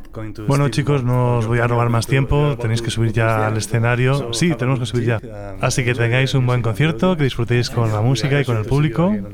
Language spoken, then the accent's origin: Spanish; Australia; also born or lived in Scotland; now in Denmark; soy de Escocia. Y crecí en Australia. Y ahora vivo en Dinamarca.